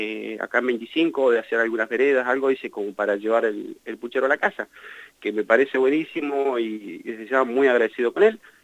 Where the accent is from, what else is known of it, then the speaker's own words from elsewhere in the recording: Argentina; todos somos argentinos y todos necesitamos laburar